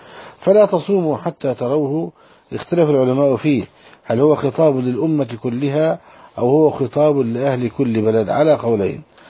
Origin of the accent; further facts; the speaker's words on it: Saudi Arabia; عندنا في السعودية